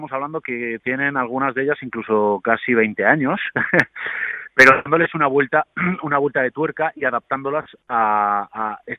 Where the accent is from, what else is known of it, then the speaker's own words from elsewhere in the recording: León, Castile and León, Spain; yo soy de León de toda la vida, pero siempre he vivido fuera, nunca había venido